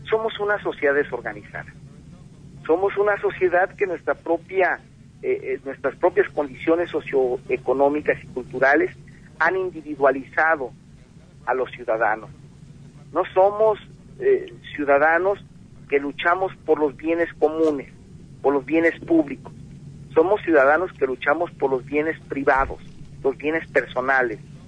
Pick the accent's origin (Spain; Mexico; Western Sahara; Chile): Mexico; que las playas regresen a su posesionario original, que somos los mexicanos